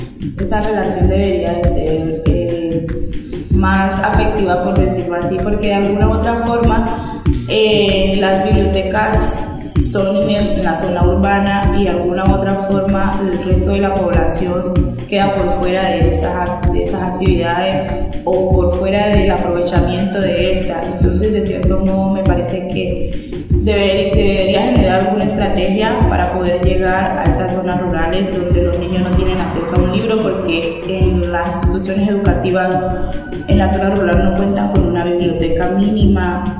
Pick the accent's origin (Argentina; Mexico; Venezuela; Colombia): Colombia; Roberto Payán, Nariño; vengo del municipio de Roberto Payán